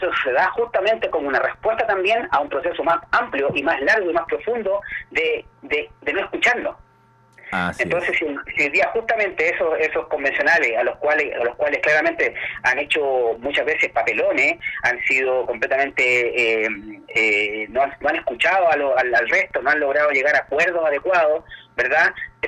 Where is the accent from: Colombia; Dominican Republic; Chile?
Chile; qué nos pasa como chilenos en tema de la convivencia